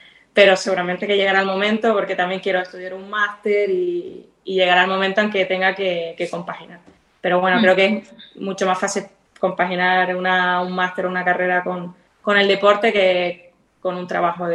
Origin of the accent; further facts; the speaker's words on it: Fuerteventura, Canary Islands, Spain; tengo la suerte de vivir haber nacido y criado en Fuerteventura, que para mí es un paraíso.